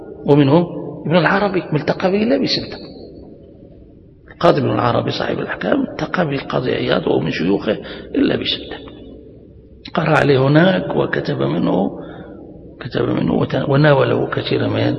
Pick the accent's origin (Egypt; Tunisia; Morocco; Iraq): Morocco; وسبتة هذه عندنا في المغرب نقطة عبور من قديم